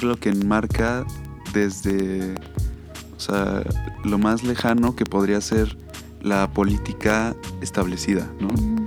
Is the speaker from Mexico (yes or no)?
yes; Mexico; como sociedad, como mexicanos